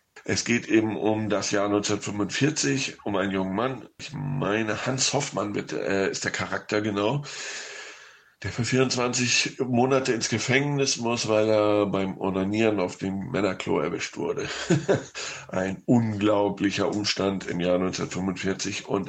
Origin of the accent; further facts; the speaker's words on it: Hamburg, Germany; now in Spain; In Deutschland hatte er Premiere in meiner Heimatstadt in Hamburg